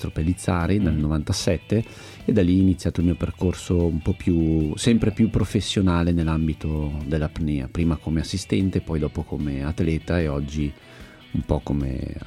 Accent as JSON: {"language": "Italian", "town": "Milan", "region": "Lombardy", "country": "Italy", "tie": "born there", "also_born_or_lived": "Istria", "said": "le mie origini istriane, nato a Milano ma passato tanto tempo da bambino in Istria, nella terra dei miei genitori"}